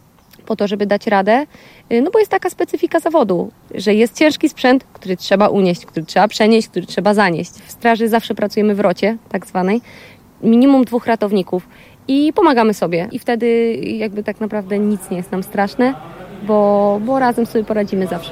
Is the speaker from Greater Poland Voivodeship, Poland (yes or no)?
no; Subcarpathian Voivodeship, Poland; Pochodzę z Podkarpacia, z małej wsi. Jesteśmy właśnie z małej miejscowości, w której wszyscy się też znają.